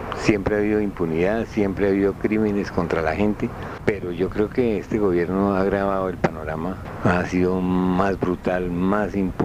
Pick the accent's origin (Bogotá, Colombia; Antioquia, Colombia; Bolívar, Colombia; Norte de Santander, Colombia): Bogotá, Colombia; born there; Yo nací en Bogotá.